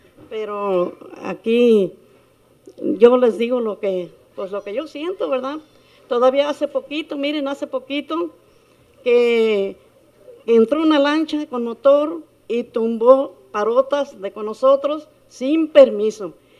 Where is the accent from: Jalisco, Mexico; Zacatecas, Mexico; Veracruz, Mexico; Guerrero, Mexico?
Jalisco, Mexico; Venimos del rancho de Tapesco, municipio de Tequila